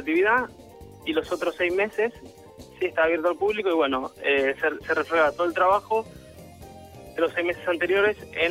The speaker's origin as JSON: {"language": "Spanish", "country": "Argentina", "said": "El apellido es de origen italiano, pero italiano. Soy argentino."}